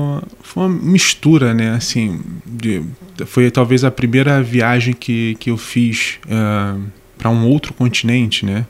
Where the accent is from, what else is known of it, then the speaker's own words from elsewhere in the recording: Rio de Janeiro, Brazil; now in Portugal; nós crescemos no mesmo bairro no Rio de Janeiro.